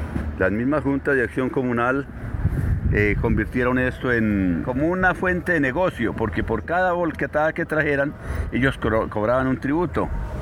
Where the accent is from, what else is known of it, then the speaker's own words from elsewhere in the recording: Paipa, Boyacá, Colombia; Yo fui criado en el campo, yo soy de Paipa, Boyacá. Mi juventud la pasé en el campo, trabajando al lado de mi papá, que él era un gran agricultor.